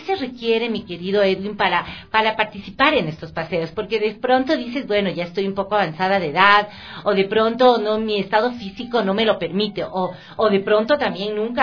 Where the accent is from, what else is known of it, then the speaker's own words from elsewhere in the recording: Ecuador; son íconos importantes de nuestros procesos identitarios y milenarios que tenemos como Ecuador y como ecuatorianos